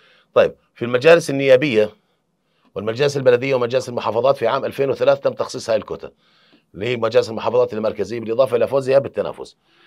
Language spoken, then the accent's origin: Arabic; Jordan; الإدارة عندنا إدارة الأزمات اللي موجودة عندنا في الأردن